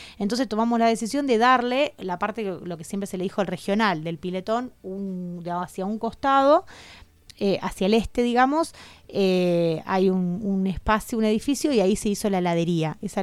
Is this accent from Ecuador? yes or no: no; San Esteban, Córdoba, Argentina; Si vos, hablando acá con alguien de Córdoba Capital, le decís que sos de San Esteban y no sabe dónde queda